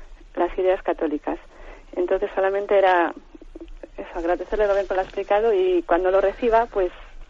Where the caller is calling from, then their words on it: Santander, Cantabria, Spain; de Santander.